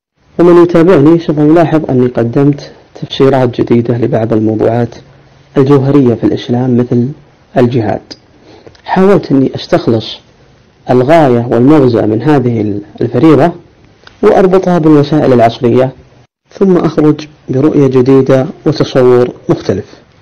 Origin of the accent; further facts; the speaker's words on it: Riyadh, Riyadh Province, Saudi Arabia; أنا من مواليد عام 1405 الموافق 1985 ميلادي، نشأت في الرياض مثل نشأت أي شاب